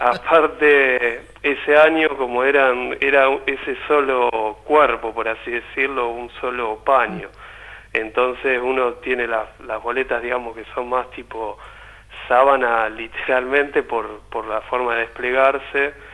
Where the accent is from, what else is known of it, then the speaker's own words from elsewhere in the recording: La Plata, Buenos Aires Province, Argentina; yo soy de La Plata, vivo acá en la ciudad de La Plata.